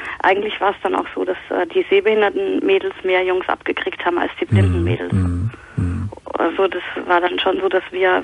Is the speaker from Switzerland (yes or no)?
no; Vienna, Austria; now in Cologne, Germany; Ich bin Wienerin. Ich bin Österreicherin.